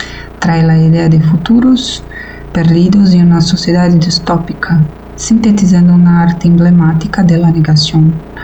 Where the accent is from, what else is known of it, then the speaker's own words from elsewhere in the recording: Brazil; Spanish is a second language; aquí de Brasil. No hablo español, pero intentaré expresar algo.